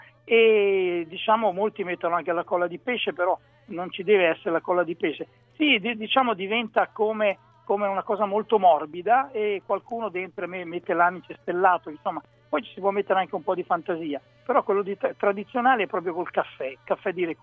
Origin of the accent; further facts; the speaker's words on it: Galeata, Emilia-Romagna, Italy; sono nel cortile di una trattoria proprio in Romagna, vicino al mio paese natale, che si chiama Galeata